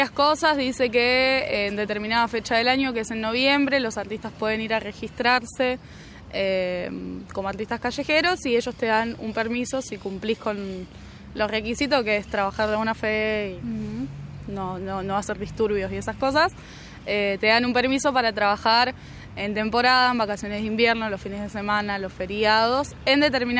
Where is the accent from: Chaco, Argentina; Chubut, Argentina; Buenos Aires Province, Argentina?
Buenos Aires Province, Argentina; Mar del Plata; now in Carlos Paz, Argentina; tengo 21 años, yo nací en Mar del Plata y hace 2 meses que estoy acá en Carlos Paz.